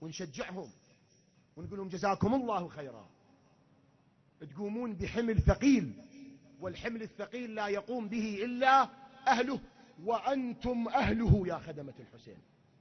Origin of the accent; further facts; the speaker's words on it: Iraq; الكرم اللي عندنا كعراقيين، عندنا خصال هواي طيبة